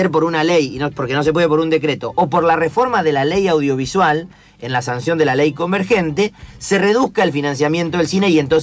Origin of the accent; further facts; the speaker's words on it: Tres Lomas, Buenos Aires Province, Argentina; hablamos de mi pueblo, de Tres Lomas.